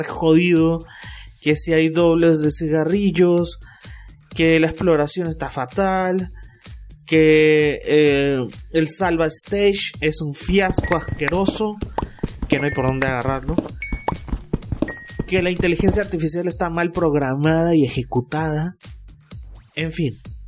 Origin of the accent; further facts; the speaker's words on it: Mexico; Como buen mexicano, al último todo, y no alcancé